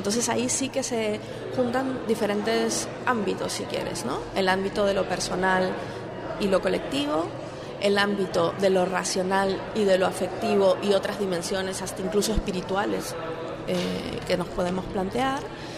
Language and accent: Spanish; Peru; Para la gente que venimos de otros lugares, ¿no?, concretamente yo soy peruana